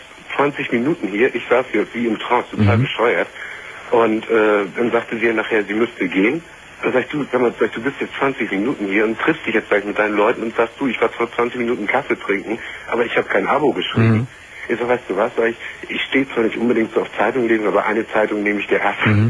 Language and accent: German; Lübeck, Schleswig-Holstein, Germany; du kommst doch nicht unbedingt hier aus Norddeutschland, also ich komme aus Lübeck.